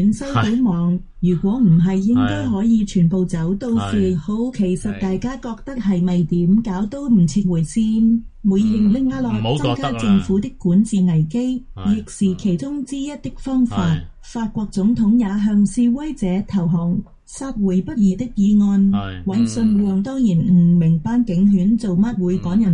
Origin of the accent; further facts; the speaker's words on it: Hong Kong; 认识香港都唔错、我土生土长都未去过所有地铁